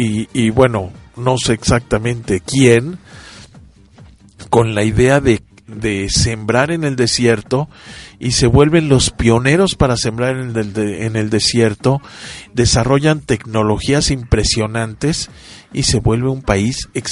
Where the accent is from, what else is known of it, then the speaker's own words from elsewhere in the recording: Mexico; por lo menos en México, jamás en la vida de mi vida como mexicano he comido un dátil fresco.